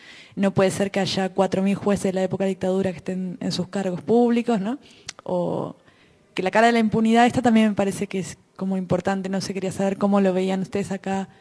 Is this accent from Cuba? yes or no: no; Argentina; yo soy de Argentina y allá también tuvimos una dictadura militar